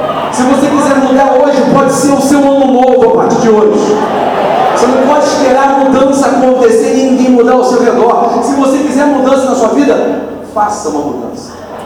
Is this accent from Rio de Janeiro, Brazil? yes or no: yes; Niterói, Rio de Janeiro, Brazil; A gente veio aqui para Niterói, fui criado em Icaraí e eu cresci em São Francisco aqui, na verdade. Cresci aqui em São Francisco.